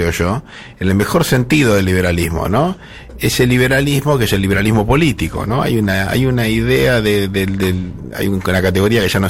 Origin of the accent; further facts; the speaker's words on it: Lincoln, Buenos Aires Province, Argentina; Yo soy un porteño de Lincoln, identidad no contradictoria.